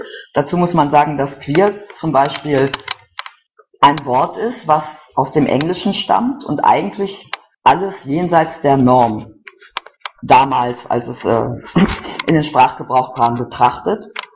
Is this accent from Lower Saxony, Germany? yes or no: no; North Rhine-Westphalia, Germany; Ich bin aus dem Rhein-Sieg-Kreis, da in Kommunalpolitik tätig.